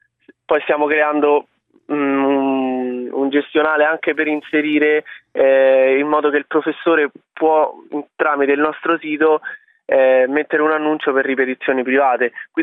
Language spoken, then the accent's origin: Italian; Rome, Lazio, Italy; io sono un ragazzo di 21 anni, vengo da Roma